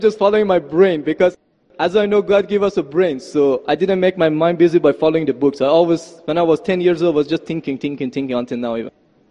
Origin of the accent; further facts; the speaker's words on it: Iran; English is a second language; and I come from Iran, not Iraq. Iran, the old name Persia. So I come from a religious family. My family are Muslim